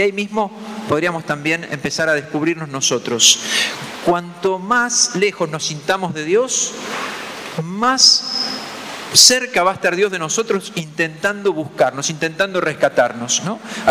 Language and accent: Spanish; Argentina; somos cristianos de la misma manera que somos argentinos y qué sé yo. Bueno, me tocó nacer en este lugar del mundo, me tocó nacer en este país, me tocó ser cristiano.